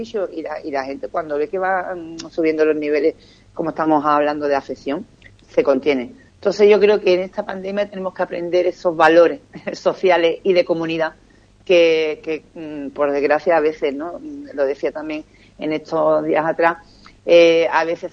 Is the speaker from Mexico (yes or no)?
no; Ubrique, Andalusia, Spain; yo me quedaría con lo que es mi pueblo, Juan Carlos, y yo estoy muy orgullosa de la actitud del municipio de Ubrique